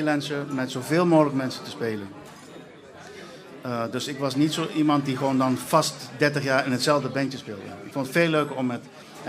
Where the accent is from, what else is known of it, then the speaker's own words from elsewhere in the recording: Curaçao; Ik kom oorspronkelijk uit Curaçao.